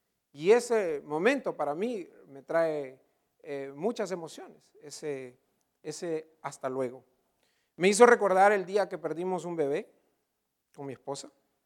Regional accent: El Salvador; moved away; also born or lived in San Francisco, United States; Muchos de ustedes saben que yo viví varios años en San Francisco, en California, de joven. De hecho, llegué a California de El Salvador un enero de 1990 con mi hermana menor

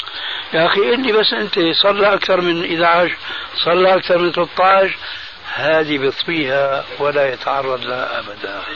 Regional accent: Syria; كما يقولون عندنا في الشام ست نفوس.

